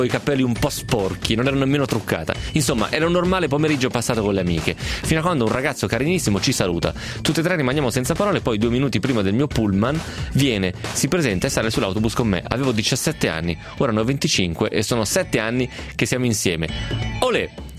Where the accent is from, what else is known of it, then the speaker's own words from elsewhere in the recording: Novara, Piedmont, Italy; O solo, no, perché sono di Novara e lo frequento.